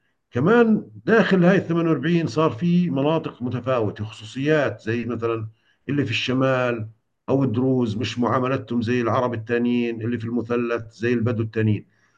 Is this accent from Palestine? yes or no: yes; Palestine; أنا عربي من فلسطين، أنا عربي من فلسطين، لكن إحنا لما انولدنا يعني كنا ضمن المملكة الأردنية الهاشمية، على حدود المملكة الأردنية الهاشمية. المنطقة اللي بعدنا اللي هي باتجاه بئر السبع، قريب من بئر السبع